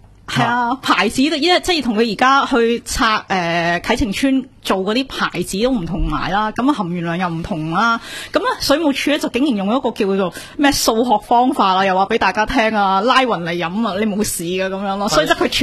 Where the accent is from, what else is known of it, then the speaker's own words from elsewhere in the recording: Hong Kong; 佢就 check 我哋香港人嘅